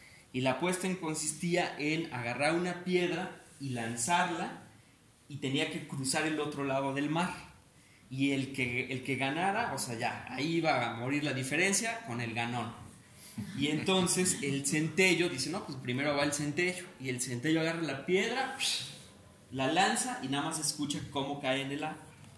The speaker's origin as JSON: {"language": "Spanish", "region": "Veracruz", "country": "Mexico", "said": "la tercera cosmovisión es de la región de donde yo vengo, bueno, más o menos cercano del actual estado de Veracruz, en la parte"}